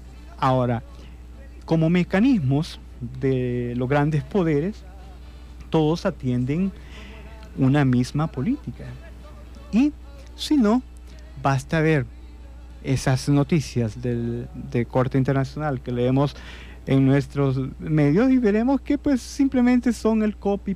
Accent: El Salvador; Nosotros como salvadoreños vemos cómo se están construyendo grandes centros comerciales

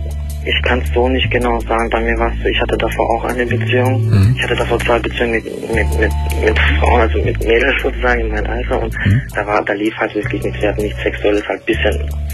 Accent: Turkey; now in Germany; Na gut, ich bin Türke.

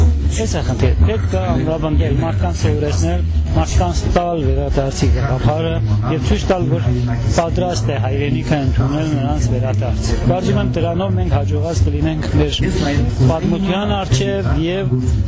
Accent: Isfahan, Iran; Արմատներով ես Իրանից եմ, Փերյա գավառից եմ, էլ ավելի հին եթե երթամ, երևի մեր բապերը եկել են Նախճեվանի եւ Երևանի, այո, Շահաբասի տեղափոխած հայության

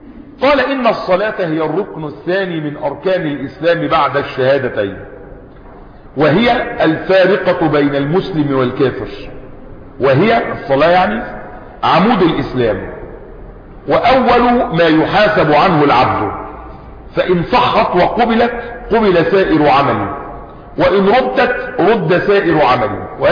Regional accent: Egypt; يعني بلادنا مصر مرت بأمور كثيرة وبفتن كثيرة

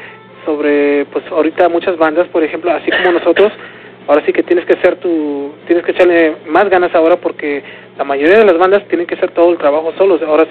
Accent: San Diego, California, United States; nosotros como somos de San Diego, pues allá ya la gente ya nos conoce

